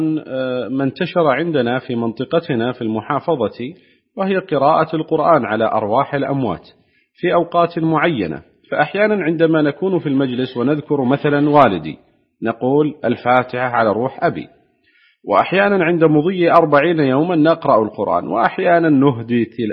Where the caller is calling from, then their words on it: Nouakchott, Mauritania; كما تعلمون عندنا في نواكشوط تعلم القراءات منتشرة